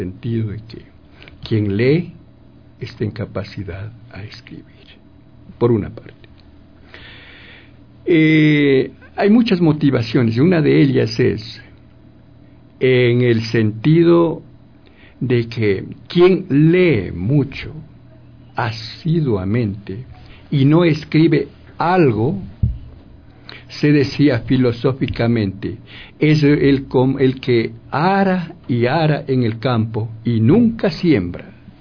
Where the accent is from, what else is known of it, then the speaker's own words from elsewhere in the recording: Ambato, Tungurahua, Ecuador; En realidad, pues, yo soy de Ambato y soy el escritor de este trabajo ecológico prácticamente.